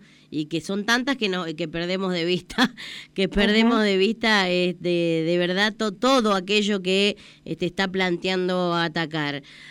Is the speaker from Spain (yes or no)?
no; Villegas, Buenos Aires, Argentina; ya hace años que no vivo en mi pueblo, yo voy a Villegas, que es mi pueblo